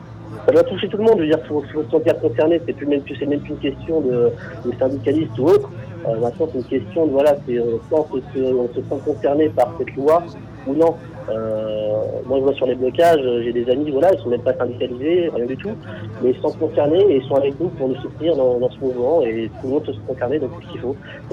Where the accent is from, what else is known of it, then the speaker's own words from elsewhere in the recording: Le Havre, Normandy, France; Alors, voilà, moi, je suis du Havre, oui, je suis là, donc, bâti sur le port du Havre.